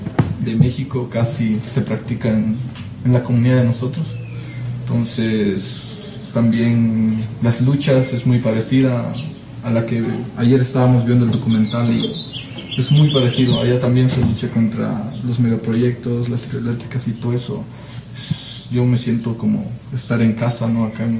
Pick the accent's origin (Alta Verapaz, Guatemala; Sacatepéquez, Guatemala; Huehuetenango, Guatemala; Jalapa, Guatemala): Alta Verapaz, Guatemala; Copala La Esperanza; La comunidad rural de donde yo vengo se llama Copala La Esperanza, está ubicada, estamos hablando de 300 kilómetros de la capital, 285 kilómetros de la cabecera departamental, que es Cobán Alta de la Paz, al norte de Guatemala.